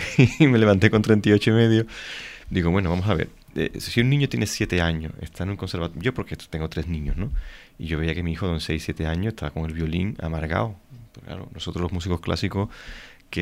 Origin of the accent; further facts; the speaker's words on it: Sanlúcar la Mayor, Andalusia, Spain; Yo me tengo que volver a mi tierra, Sanlúcar la Mayor, yo soy sanluqueño